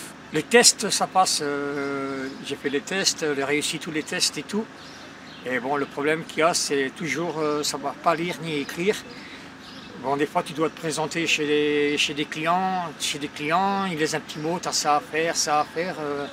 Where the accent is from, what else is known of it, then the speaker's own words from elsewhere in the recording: Tubize, Wallonia, Belgium; born there; j'ai 55 ans et je suis né à Tubize.